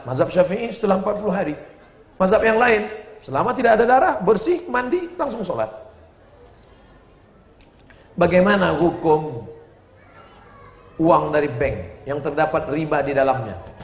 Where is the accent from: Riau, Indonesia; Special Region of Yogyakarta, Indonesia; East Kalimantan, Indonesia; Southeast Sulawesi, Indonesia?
Riau, Indonesia; Tapi saya tidak pernah bawa mazhab itu ke kampung saya di Riau.